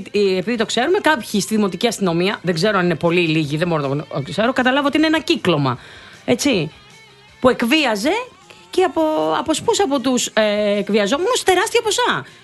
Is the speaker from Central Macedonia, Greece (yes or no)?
no; Nea Smyrni, Attica, Greece; Ναι, και εμείς από τη Νέα Σμύρνη.